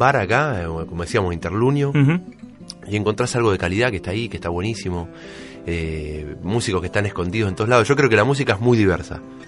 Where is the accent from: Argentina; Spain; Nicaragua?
Argentina; Berazategui, Buenos Aires Province; also born or lived in Quilmes; nací en Quilmes, como muchos berazateguenses. Sí. Nací en Quilmes y... después mi barrio era 29 y Mitre, que es Villa Mitre. Yo siempre dije que era Villa Mitre, pero en realidad creo que el barrio estrictamente es Berazategui.